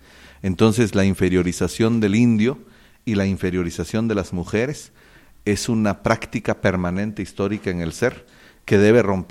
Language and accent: Spanish; Cobán, Alta Verapaz, Guatemala; born there; soy abogado, nací en Cobán